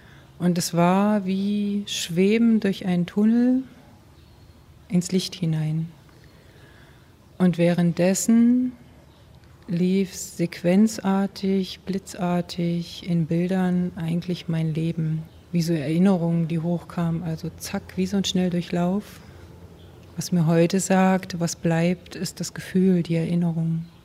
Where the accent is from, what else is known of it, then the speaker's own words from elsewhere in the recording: East Germany, Germany; wir hatten keine Berührung mit der Kirche und mir wurde auch keine Gottheit vermittelt, keine Religion. Zu DDR-Zeiten sowieso nicht. Ich komme aus dem Osten.